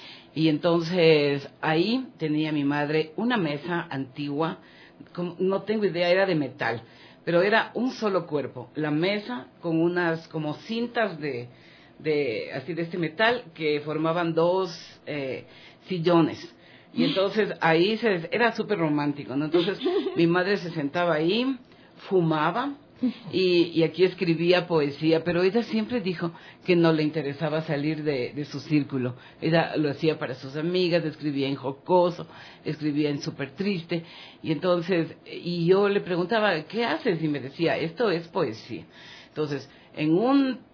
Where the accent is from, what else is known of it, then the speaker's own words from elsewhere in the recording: Quito, Pichincha, Ecuador; Yo fui hija única, nací en Quito, en una casa del centro histórico que pasaba en esa época de los 200 años de construida.